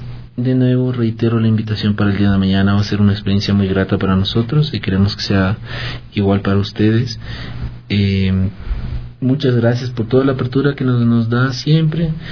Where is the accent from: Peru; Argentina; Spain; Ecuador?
Ecuador; como músicos ecuatorianos tenemos que poner a nuestra música a la altura de lo que es la música internacional.